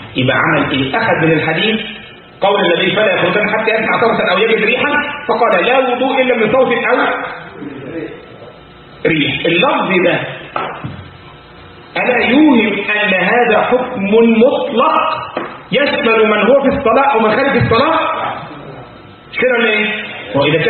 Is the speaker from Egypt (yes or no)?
yes; Egypt; كان عندنا في مصر الكلام ده مثلا من 25 سنة